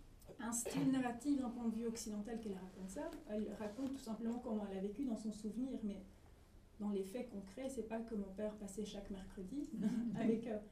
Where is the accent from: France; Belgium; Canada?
Belgium; moi en grandissant, majoritairement en Belgique